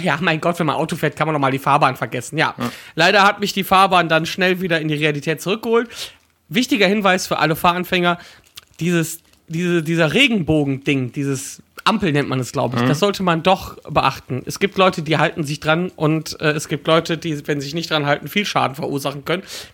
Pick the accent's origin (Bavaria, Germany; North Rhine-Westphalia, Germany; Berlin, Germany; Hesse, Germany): North Rhine-Westphalia, Germany; Da ich aus dem Bergischen Kreis komme